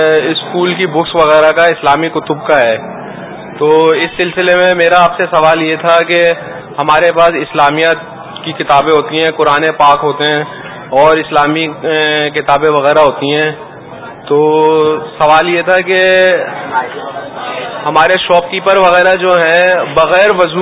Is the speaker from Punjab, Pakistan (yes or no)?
no; Karachi, Sindh, Pakistan; میرا تعلق کراچی سے ہے۔